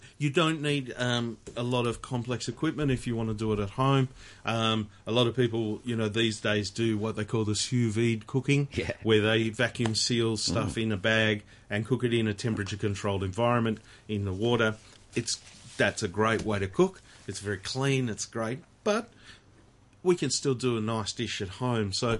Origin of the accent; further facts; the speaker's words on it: England, United Kingdom; I'm English.